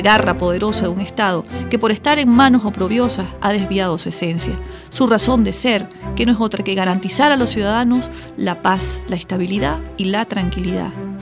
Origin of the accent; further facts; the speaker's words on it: Venezuela; Somos venezolanos decididos a rescatar a Venezuela